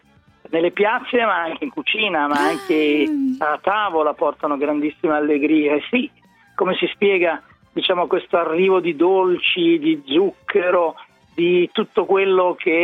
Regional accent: Emilia-Romagna, Italy; Dalle mie parti si chiamano frappe.

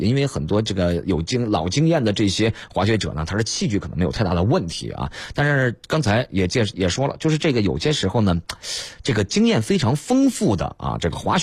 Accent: Northeast China, China; 我老家东北人

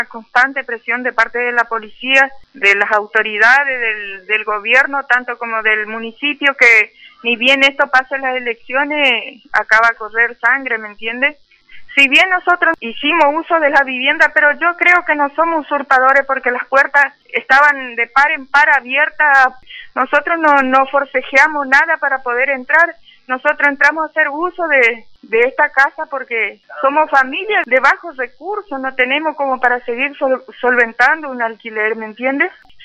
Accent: Argentina; Somos ciudadanos argentinos que reclamamos nuestros derechos.

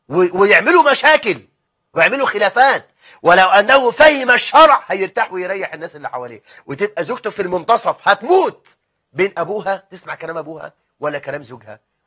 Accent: Egypt; احنا عندنا في مصر 850 الف ساحر ودجال ومشعوذ

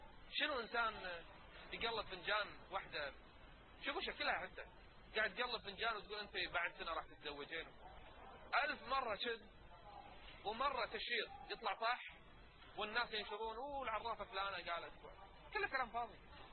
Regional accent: Kuwait; يدرون ان احنا عندنا بالكويت ما في عقوبة تجرم السحر

